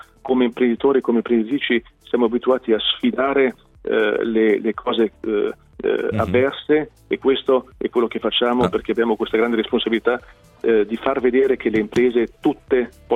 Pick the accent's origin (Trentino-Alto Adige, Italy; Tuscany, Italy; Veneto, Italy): Trentino-Alto Adige, Italy; Bolzano; Provengo da un territorio, sono di Bolzano, Alto Tesino, dove siamo riusciti ad abbattere la disoccupazione